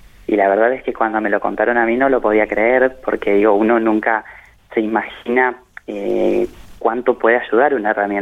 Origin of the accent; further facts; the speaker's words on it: General Acha, La Pampa, Argentina; una abuela de acá de la localidad de donde soy oriundo, de General Hacha